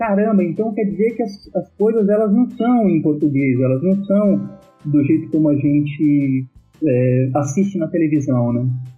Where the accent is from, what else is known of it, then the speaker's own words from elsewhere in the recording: São Paulo, Brazil; born there; Mas ele veio para São Paulo, eu nasci em São Paulo.